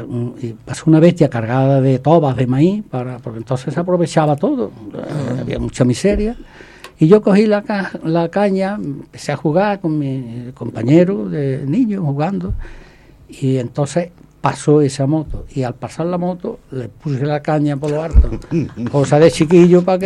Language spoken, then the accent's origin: Spanish; Santaella, Andalusia, Spain; yo soy de Santa Ella, estaba jugando con otro niño de vecino